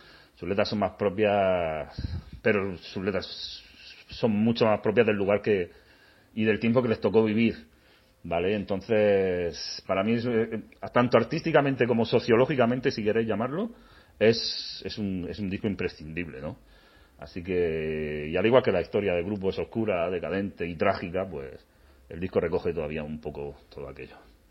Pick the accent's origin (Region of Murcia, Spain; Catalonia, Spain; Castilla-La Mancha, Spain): Region of Murcia, Spain; Cartagena; yo me crié en Cartagena, no es Euskadi